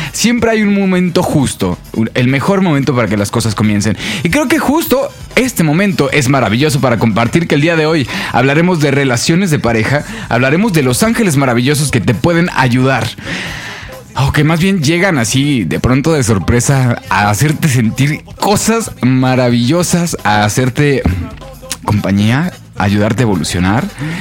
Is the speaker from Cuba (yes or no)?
no; Mexico; nosotros como buenos mexicanos aprendemos a sobrellevar estas situaciones